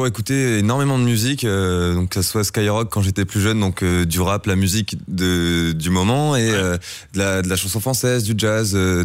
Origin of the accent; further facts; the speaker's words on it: Crouy-sur-Ourcq, Île-de-France, France; Je viens de Crouy-sur-Ourcq, un petit village de Seine-et-Marne, tout à l'est de Paris.